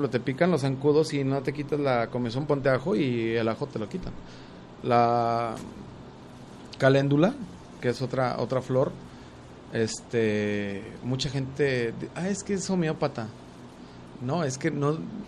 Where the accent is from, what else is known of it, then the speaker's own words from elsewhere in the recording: San Antonio Juanacaxtla, Jalisco, Mexico; yo crecí en San Antonio Juanacaxtla, el municipio de Juanacatlán, que tiene una biodiversidad gigante y que estamos a 35 kilómetros de Guadalajara, pero casi nadie conoce esa zona.